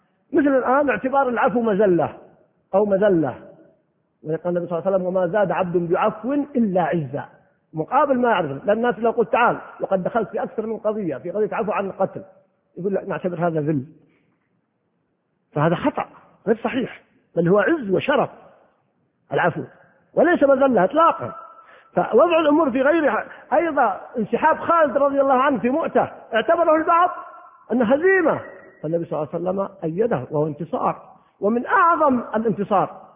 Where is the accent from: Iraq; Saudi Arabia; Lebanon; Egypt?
Saudi Arabia; Al-Qassim; كان في وسط القصيم يعني في وسط بريدة، وإذا أردنا نذهب للقرية نذهب من مساحات قريتنا بعيدة جدا